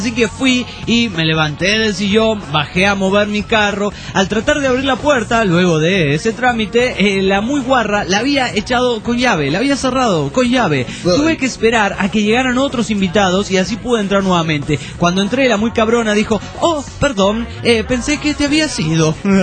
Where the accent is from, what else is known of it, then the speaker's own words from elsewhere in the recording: Tarija, Bolivia; Un saludo para todos los tarijeños.